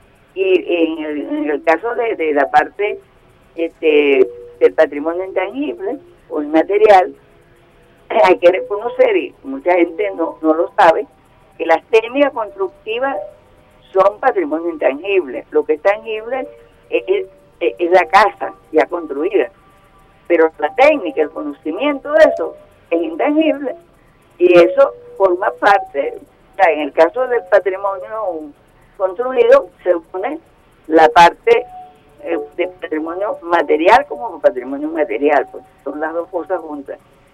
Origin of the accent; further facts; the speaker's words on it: La Vela, Falcón, Venezuela; Nosotros aquí en La Vela, yo vivo y soy de La Vela, logramos de la comunidad que se aprobara una ordenanza municipal